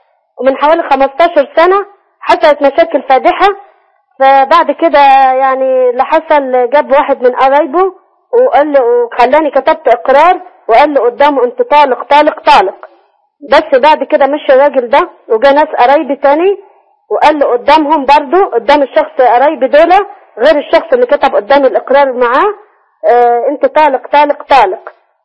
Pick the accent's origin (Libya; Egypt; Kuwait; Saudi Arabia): Egypt; Asyut, Asyut Governorate; أنا واحدة من أسيوط، أنا طلاق.